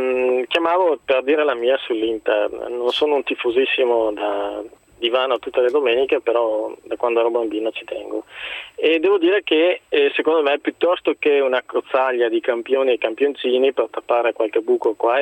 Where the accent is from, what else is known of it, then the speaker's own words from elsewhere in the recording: Padua, Veneto, Italy; io da padovano e da interista